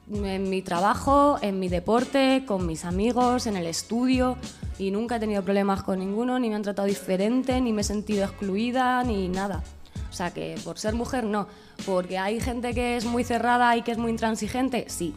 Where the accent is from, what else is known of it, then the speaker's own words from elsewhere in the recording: Madrid, Community of Madrid, Spain; Yo soy de Vallecas, de toda